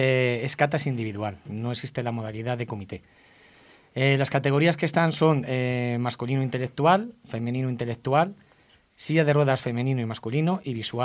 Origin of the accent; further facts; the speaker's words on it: Madrid, Community of Madrid, Spain; el cuarto, que va a ser aquí en mi país, en España. Y en Madrid, por supuesto, mi tierra, mi capital.